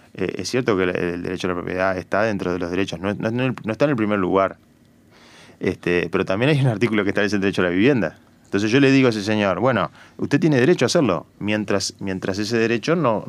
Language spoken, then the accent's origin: Spanish; Montevideo, Uruguay; qué nos aporta a nosotros como montevideanos tener eso tapiado ahí